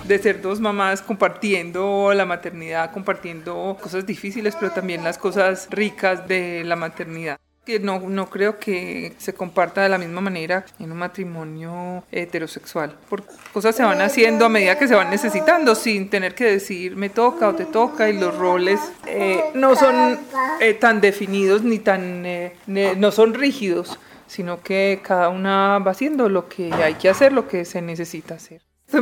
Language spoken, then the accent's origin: Spanish; Paisa region, Colombia; yo soy mamá, soy esposa, soy ingeniera textil, soy judía, soy muy colombiana, soy muy paisa y soy lesbiana.